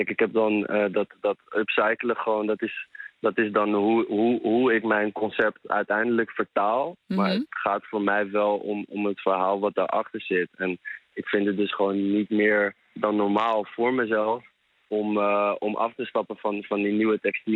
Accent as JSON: {"language": "Dutch", "town": "Amsterdam", "region": "North Holland", "country": "Netherlands", "tie": "born or raised there", "said": "Ja, zeker. Ik ben opgegroeid in Amsterdam."}